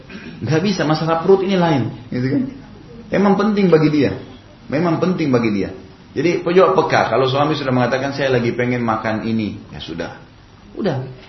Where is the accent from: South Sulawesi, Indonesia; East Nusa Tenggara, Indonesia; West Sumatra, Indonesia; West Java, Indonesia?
South Sulawesi, Indonesia; Makassar; Di Makassar, karena saya dari Makassar, ada kebiasaan orang Makassar